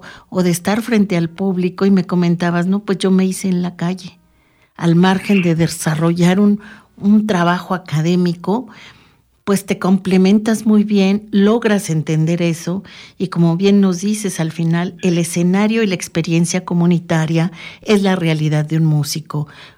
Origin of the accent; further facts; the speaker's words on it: Mexico City, Mexico; now in Mexico State, Mexico; Yo salí de Ciudad de México, tengo 7 años de estar radicando acá en la zona oriente del Estado de México